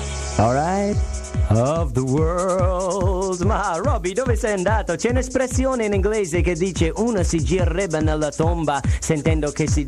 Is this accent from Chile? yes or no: no; Ireland; Italian is a second language; io sono irlandese e ieri l'Irlanda si è qualificato per i mondiali